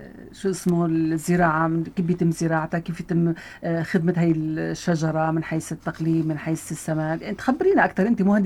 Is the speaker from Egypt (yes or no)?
no; Syria; وخاصة عندنا بسوريا وبالساحل السوري